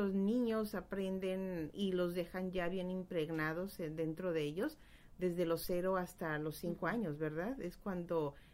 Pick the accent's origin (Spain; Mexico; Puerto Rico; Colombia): Mexico; Guadalajara, Jalisco; en México, en Guadalajara, de donde yo soy, todavía cuando voy de visita